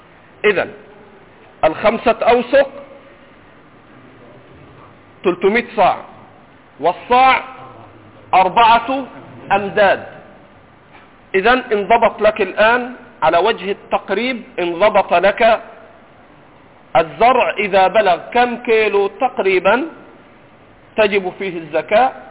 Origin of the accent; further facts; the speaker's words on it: Egypt; عندنا في مصر ما بيشتروش مية في الغالب، بيجيبوش تريلات.